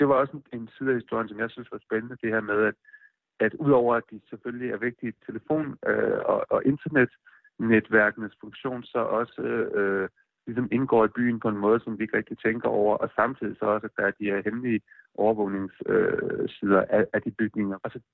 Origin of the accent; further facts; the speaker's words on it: Odense, Region of Southern Denmark, Denmark; now in United States; Altså jeg voksede op i Odense